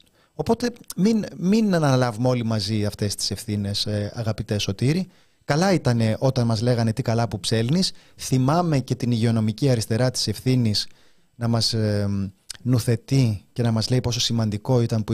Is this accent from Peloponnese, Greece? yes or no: no; Kokkinia, Attica, Greece; Εγώ, ένα φτωχό λαϊκό παιδί, είμαι από την Κοκκινιά